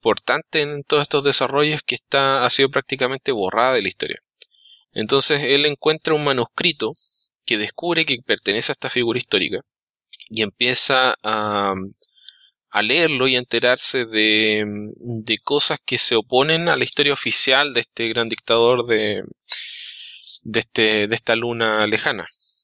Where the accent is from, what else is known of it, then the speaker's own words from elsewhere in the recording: Chile; Alberto es Alberto Calvo, Alberto es mexicano, yo soy chileno y por apellidos tenemos ascendencia española, pero realmente no somos españoles, nos consideramos mexicanos y chilenos.